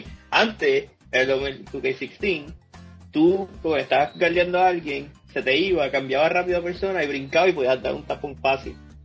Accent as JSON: {"language": "Spanish", "town": "Carolina", "country": "Puerto Rico", "said": "yo soy de Carolina, eso está bien raíz"}